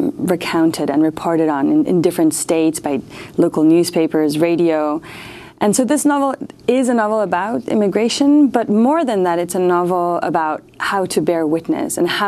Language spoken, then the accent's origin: English; South Africa; also born or lived in Mexico; I was born in Mexico, but grew up in several countries, among them South Africa. Right, I arrived in South Africa right when Mandela became president